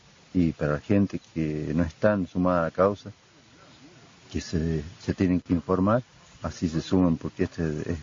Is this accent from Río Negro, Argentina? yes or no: no; Campana, La Rioja, Argentina; de Campana, departamento Fumatina. Pertenezco a la Asamblea de Campana